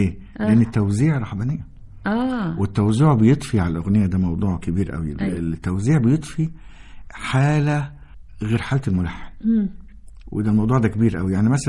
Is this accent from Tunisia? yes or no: no; Egypt; احنا كمصريين جيناتهم مش هتتغير اصلا